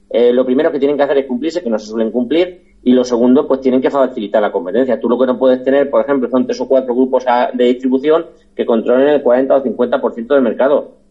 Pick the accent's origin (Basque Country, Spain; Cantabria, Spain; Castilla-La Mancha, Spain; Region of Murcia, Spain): Castilla-La Mancha, Spain; Valdepeñas; aquí en mi pueblo, en Valdepeñas, un pueblo que en aquel momento tenía 25.000 habitantes